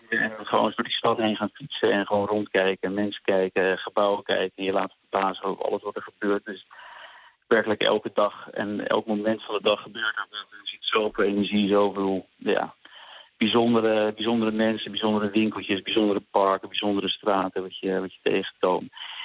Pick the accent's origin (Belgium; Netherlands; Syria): Netherlands; Ja, dat zou ik, ja. Als Nederlander zou ik het zeker doen.